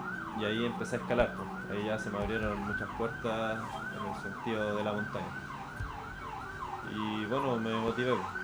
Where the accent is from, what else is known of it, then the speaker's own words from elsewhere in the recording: Puente Alto, Santiago Metropolitan Region, Chile; soy de acá, de Puente, ya vivo hace muchos años en Puente Alto.